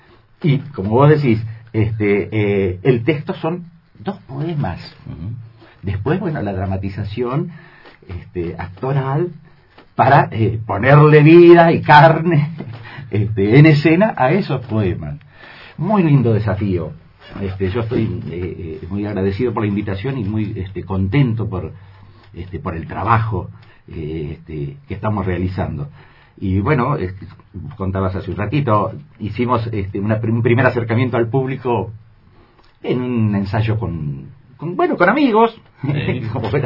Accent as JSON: {"language": "Spanish", "town": "Carmen de Patagones", "region": "Buenos Aires Province", "country": "Argentina", "tie": "born or raised there", "said": "yo soy nacido en Patagones y en mi época de niñez, de la época de la escuela primaria, había los personajes del pueblo"}